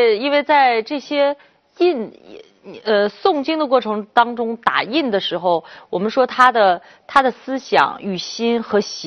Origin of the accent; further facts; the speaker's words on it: China; 我是个中国人，我这听着喝字我悦耳